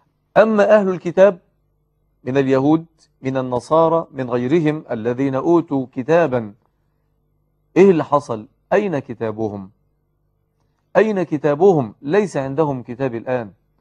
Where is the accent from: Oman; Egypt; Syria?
Egypt; الصبيان الذين يلعبون في الزوايا والحواري عندنا في مصر وفي غيرها